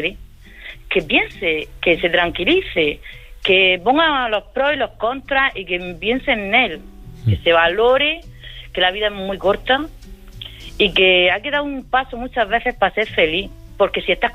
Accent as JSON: {"language": "Spanish", "region": "Region of Murcia", "country": "Spain", "said": "De Murcia. De los perros."}